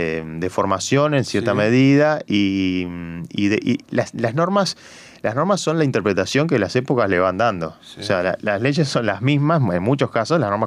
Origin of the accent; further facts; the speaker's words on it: Montevideo, Uruguay; qué nos aporta a nosotros como montevideanos tener eso tapiado ahí